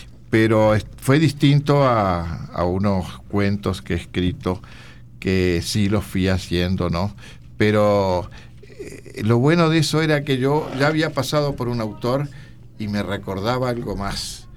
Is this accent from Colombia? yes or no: no; Uruguay; Onetti es un hombre que uno como uruguayo lo conoció con ese vozarrón